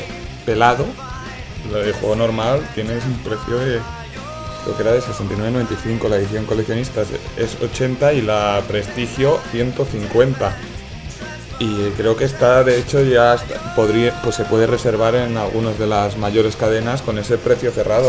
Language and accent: Spanish; Spain; todavía soy el único español que ha podido jugar Modern Warfare 2